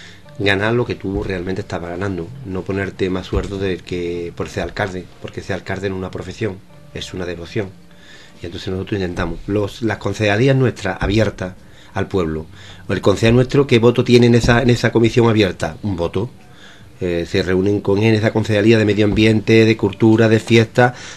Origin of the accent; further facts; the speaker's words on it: El Coronil, Andalusia, Spain; nosotros estamos a 7 kilómetros de la base americana de Morón de la Frontera, pero el pueblo más cercano es el Coroní, mi pueblo, está a 7 kilómetros en dirección recta.